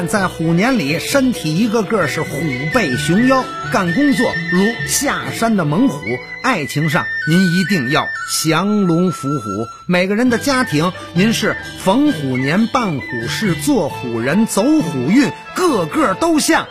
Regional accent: China; 作为中国人有一种自豪感

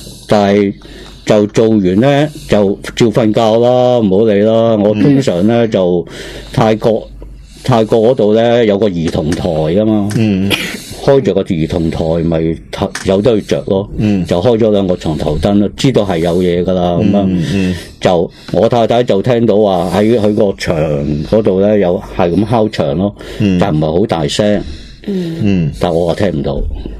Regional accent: Hong Kong; 同埋我哋香港人

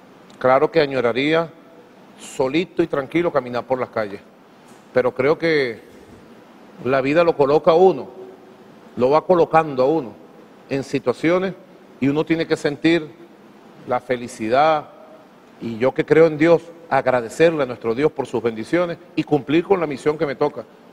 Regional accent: Caracas, Capital District, Venezuela; Soy muy caraqueño en eso.

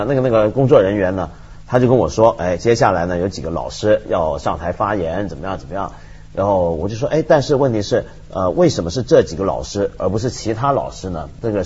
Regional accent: China; 我们中国人很流行做这种事儿

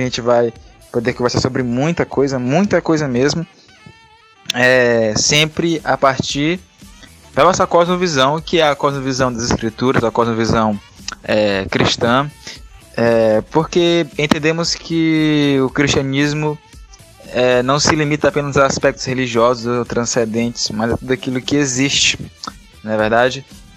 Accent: Maranhão, Brazil; Eu sou maranhense, estou aqui em São Luís do Maranhão

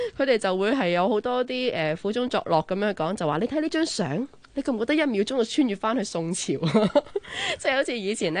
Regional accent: China; 但系不嬲，我哋中国人咧嗰、那个即系成家立室嘅嗰个传统观念都好强下噶嘛

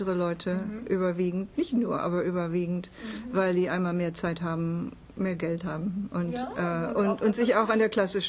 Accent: Świdnica, Lower Silesian Voivodeship, Poland; also born or lived in Hamburg; now in Germany; In Deutschland habe ich in Hamburg, überwiegend in Hamburg gelebt. Okay. Wir sind aus Schlesien, Vertriebene.

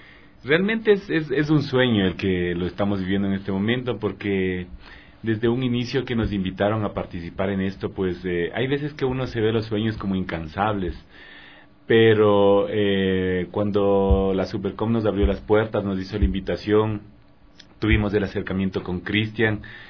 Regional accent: Ecuador; resalte nuestra identidad propia como ecuatorianos

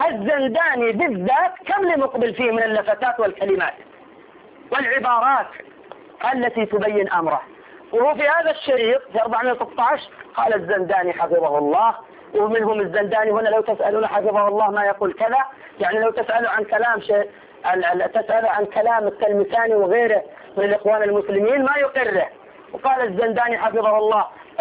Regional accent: Saudi Arabia; عندنا في السعودية نحن

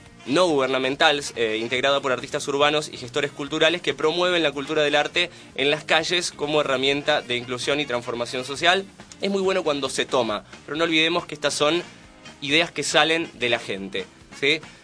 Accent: San Antonio de Padua, Buenos Aires Province, Argentina; Bueno, yo vengo de Merlo, disculpe.

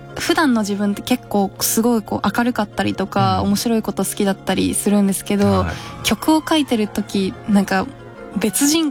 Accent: Chiba, Japan; 99年、はい、千葉出身です。

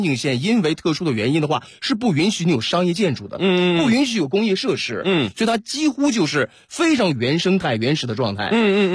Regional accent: Northeast China, China; 我作为一个东北人，也是不断的把家乡的好东西带给大家。

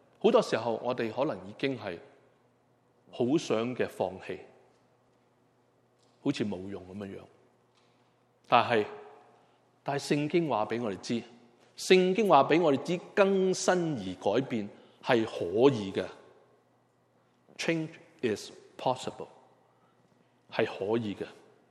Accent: Hong Kong; 我们香港人给了一个 很亲昵的名字

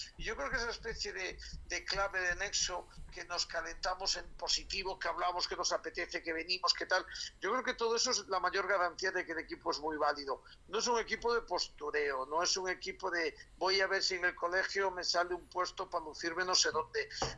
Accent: Galicia, Spain; moved away as an adult; now in Madrid, Spain; pues ya toda la vida pues de un gallego en Madrid pues que ha ejercido o que ejerce el derecho pues como puede, como sabe

